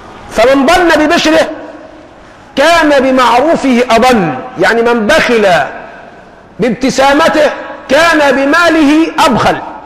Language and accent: Arabic; Egypt; أنا مصري خايب، عارف خايب يعني إيه؟ الإنجليزي عندي ضعيف، قراءة مش نطق.